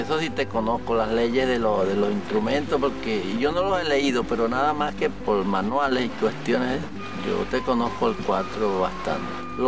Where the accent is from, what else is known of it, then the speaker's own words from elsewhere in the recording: Santa Cruz de Orinoco, Venezuela; born there; nací en Santa Cruz de Orinoco, el año 40